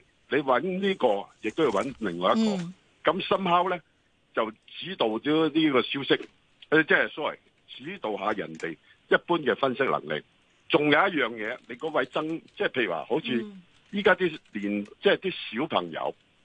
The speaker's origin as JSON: {"language": "Cantonese", "country": "Hong Kong", "tie": "born or raised there", "said": "香港咧嗱，我系一个土生土长，我由零。到而家有少少積蓄啊，咁我亦都好珍惜香港"}